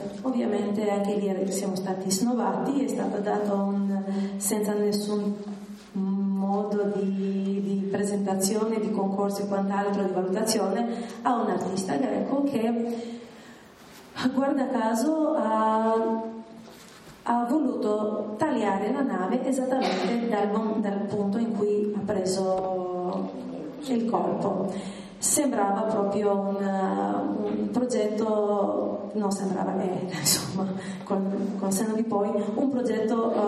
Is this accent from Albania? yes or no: yes; Vlorë, Vlorë County, Albania; now in Italy; non conoscendomi e vivendo in Italia, io sono anche di Valona